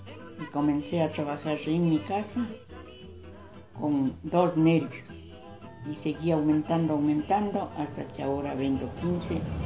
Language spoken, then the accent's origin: Spanish; Tumbaco, Pichincha, Ecuador; Yo soy legítima tumbaqueña. Fueron mis abuelos, mis padres, tumbaqueños y yo tumbaqueña.